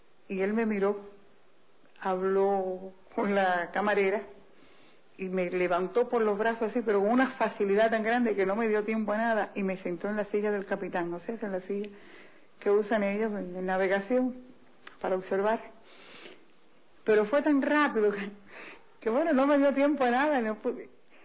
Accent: Cuba; soy cubana revolucionaria de la época de Fidel.

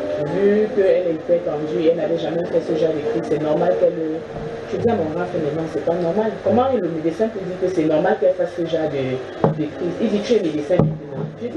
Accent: Yaoundé, Centre, Cameroon; Et je suis arrivée à Yaoundé parce que je suis née et grandie à Yaoundé. C'est le mariage qui m'a déporté ce doigt-là.

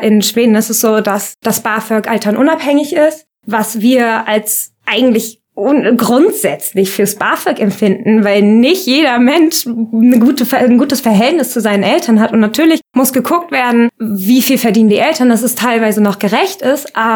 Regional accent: Kassel, Hesse, Germany; moved away as an adult; now in Kiel, Germany; bin 22 Jahre alt. Ich komme ursprünglich aus Kassel und bin dann vor 2 Jahren ungefähr nach Kiel gezogen.

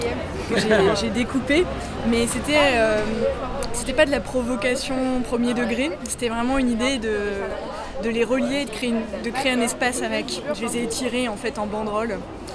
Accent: Bourgogne-Franche-Comté, France; Je suis de Bourgogne, tu vois.

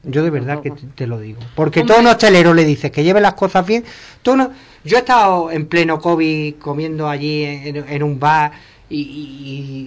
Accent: Ubrique, Andalusia, Spain; te voy a poner Ubrique porque es mi pueblo

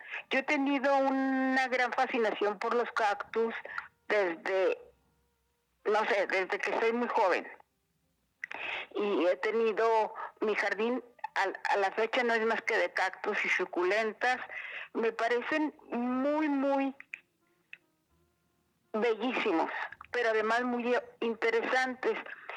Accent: northern Mexico, Mexico; Claro que lo básico es porque soy norteña, porque soy del desierto

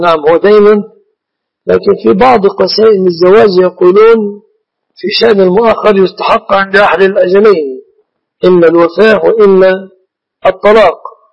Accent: Egypt; شركة العروس تعتبر في بلادنا مصر من المهر.

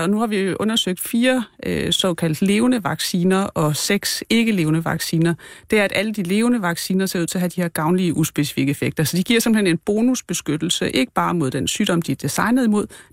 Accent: Region of Southern Denmark, Denmark; Nej, jeg er en pige fra Fyn, så nej.

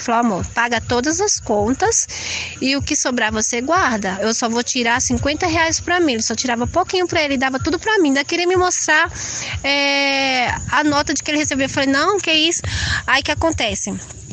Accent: São Paulo, Brazil; Aí eu não acostumei com essa possibilidade, porque eu nasci e cresci em São Paulo.

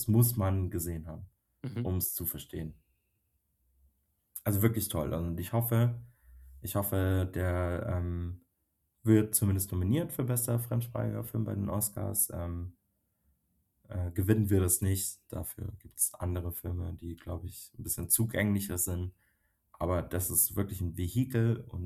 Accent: Bavaria, Germany; ab einem gewissen Punkt bei mir hat es geschnackelt, sagt man bei uns in Bayern so.

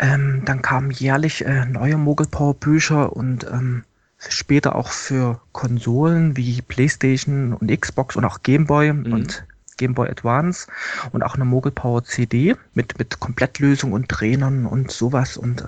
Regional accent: Leipzig, Saxony, Germany; Ja, ich komme aus Leipzig, hatte schon zu DDR-Zeiten als Schüler an DDR-Computern herumgewirtschaftet

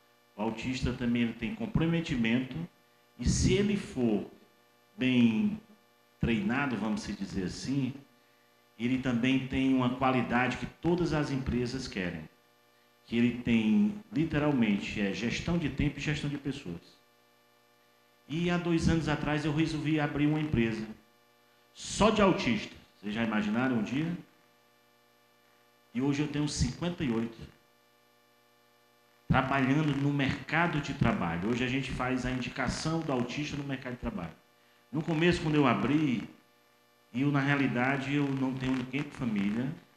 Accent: Ceará, Brazil; now in Piauí, Brazil; eu sou cearense, estou aqui há 6 anos, no Piauí.

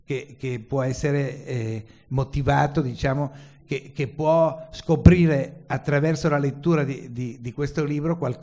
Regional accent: Milan, Lombardy, Italy; abbiamo partecipato all'esperienza, perché siamo milanesi

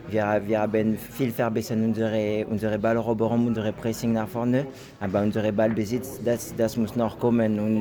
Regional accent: Saint-Étienne, Auvergne-Rhône-Alpes, France; German is a second language; now in Wolfsburg, Germany; Ja, bon, Wolfsburg ist auch mein Hause, aber Saint-Étienne ist meine Heimat.

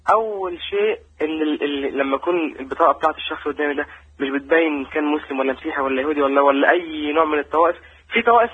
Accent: Egypt; أنا طبعا مصري

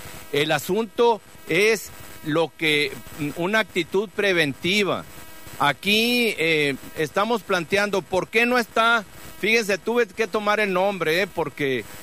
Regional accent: Cananea, Sonora, Mexico; Aparte soy de Cananea, conozco toda la contaminación que hay en Cananea

